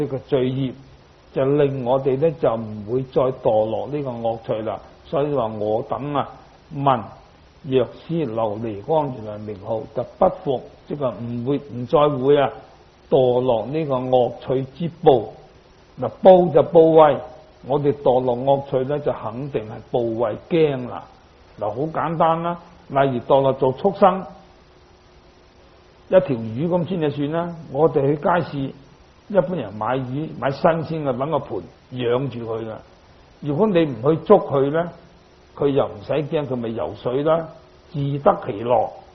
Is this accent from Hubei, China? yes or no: no; Guangdong, China; 那我们广东人有句话，广东就有三宝